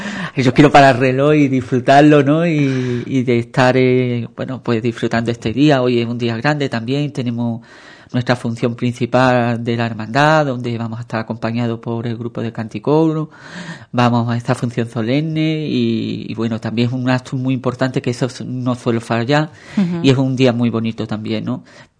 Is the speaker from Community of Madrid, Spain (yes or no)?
no; Ubrique, Andalusia, Spain; en mi caso, por mi Nazareno, por la Semana Santa y por mi pueblo, por Ubrique, ¿no?